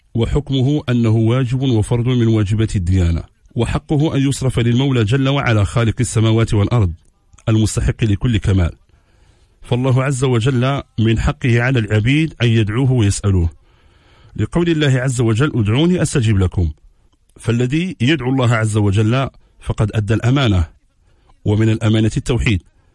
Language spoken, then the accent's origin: Arabic; Morocco; العمل الفاسي عندنا في المغرب